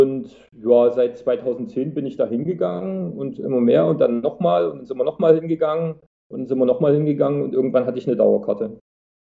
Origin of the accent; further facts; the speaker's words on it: Saxony, Germany; dass man dort, wo ich herkomme, so aus dem tiefsten Herzen von Sachsen, da ist man dort